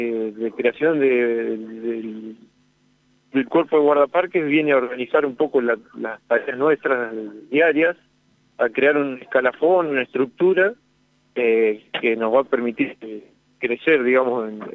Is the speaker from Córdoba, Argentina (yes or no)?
no; General Acha, La Pampa, Argentina; En realidad soy oriundo de General Hacha.